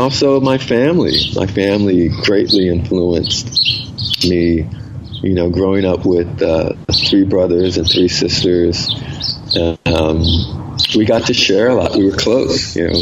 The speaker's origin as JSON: {"language": "English", "town": "Philadelphia", "region": "Pennsylvania", "country": "United States", "tie": "born or raised there", "said": "when I grew up in South Philadelphia."}